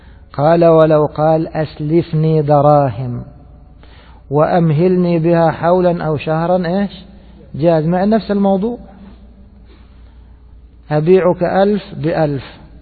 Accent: Egypt; كما هو المتعارف عليه في بلادنا مصر

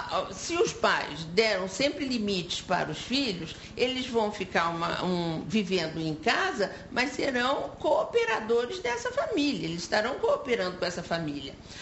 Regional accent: Rio de Janeiro, Brazil; Não, eu sou carioca. Carioquíssima. Nascida no Rio de Janeiro

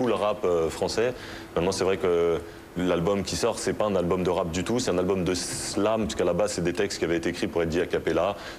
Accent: Saint-Denis, Île-de-France, France; C'est juste une vraie déclaration d'amour pour un lieu que j'aime, là où j'ai grandi, là où j'aime être et là où j'ai envie de rester. Après, je ne cherche pas à tout prix à défendre la banlieue.

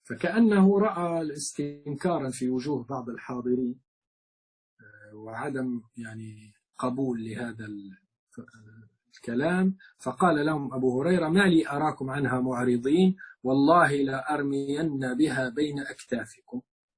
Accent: Libya; القذافي عندنا في ليبيا

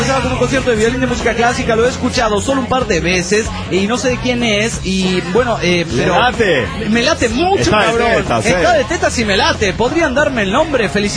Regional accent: Parral, Chihuahua, Mexico; de Parral de Chihuahua, México.

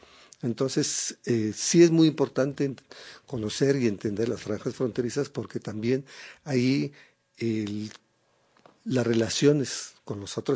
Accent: Mexico City, Mexico; yo mismo me considero chilango chicano

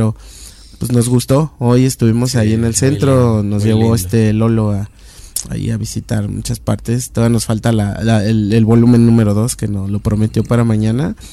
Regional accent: Mexico; como buenos latinos, buenos mexicanos, buenos hermanos

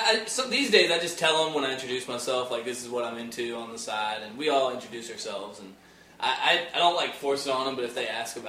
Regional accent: Virginia, United States; from like the western part where it's like mountainous.

